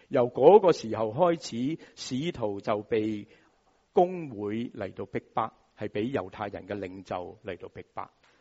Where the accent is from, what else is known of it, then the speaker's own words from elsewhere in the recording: Hong Kong; 我们香港人说排排坐